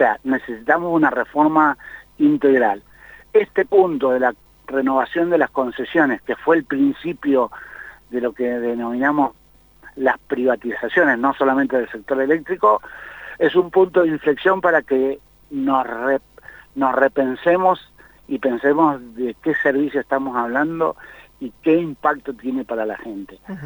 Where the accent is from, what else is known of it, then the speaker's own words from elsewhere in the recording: Argentina; En el tema de la energía eléctrica, primero deberíamos, como argentinos, tener claro una definición.